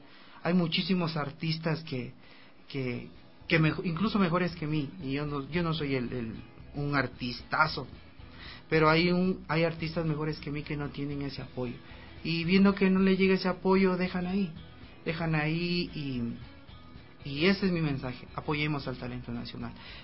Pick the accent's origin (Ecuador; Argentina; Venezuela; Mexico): Ecuador; yo soy ecuatoriano y ahorita estoy en la gira de medios